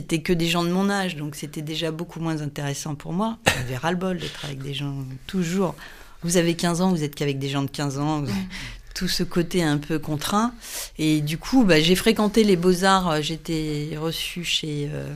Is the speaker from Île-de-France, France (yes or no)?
yes; Moret-sur-Loing, Île-de-France, France; born there; also born or lived in Le Havre; parce que je suis née à Moret-sur-Loing. Donc, ouais. En fait, c'était aussi une terre de peinture